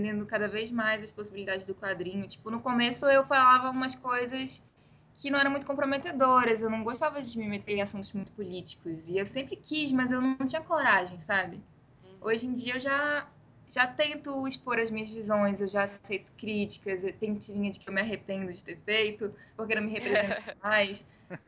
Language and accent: Portuguese; Manaus, Amazonas, Brazil; moved away; depois que eu saí de Manaus, que é a minha cidade natal